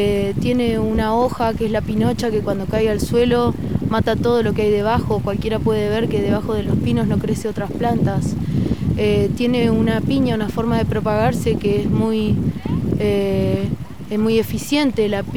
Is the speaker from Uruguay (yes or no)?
no; Chubut, Argentina; Yo soy de Chubut. Hoy día estamos aquí en la provincia de Río Negro